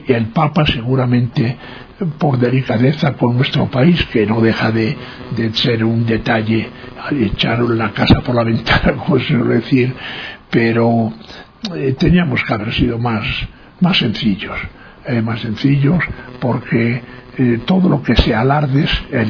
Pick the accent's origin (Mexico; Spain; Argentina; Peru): Spain; moved away as an adult; now in Ecuador; cuando vine de España, en vez de venir directamente a Ecuador, me había comprometido para hacer un trabajo de sociología en Mato Grosso y demás.